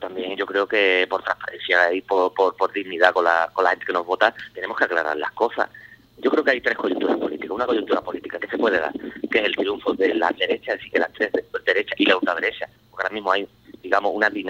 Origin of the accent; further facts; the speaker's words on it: Medina-Sidonia, Andalusia, Spain; Yo soy de Medina, ¿no?, que es una comarca cercana, en la Janda